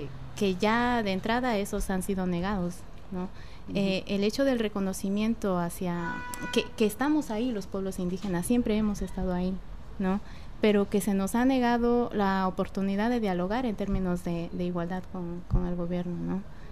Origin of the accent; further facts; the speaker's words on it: Mexico; El estado de donde yo vengo es la entidad federativa